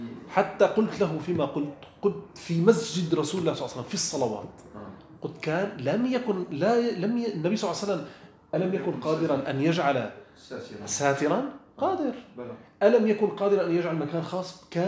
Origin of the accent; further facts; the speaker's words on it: Syria; قلت له نحن في عندنا في سوريا